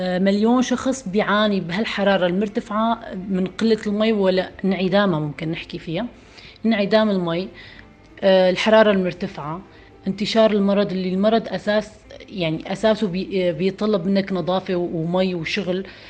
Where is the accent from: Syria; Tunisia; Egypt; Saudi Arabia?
Syria; أول شيء نحن من الشمال السوري، منطقة الشمال السورية من زمان منطقة مو مخدمة، فيها الخدمات الصحية كتير سيئة